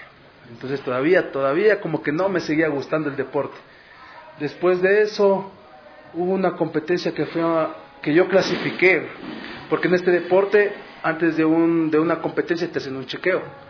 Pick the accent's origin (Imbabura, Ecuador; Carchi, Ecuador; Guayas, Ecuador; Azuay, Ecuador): Carchi, Ecuador; born there; yo nací en la provincia de Carchi, justamente el 4 de septiembre de 1992.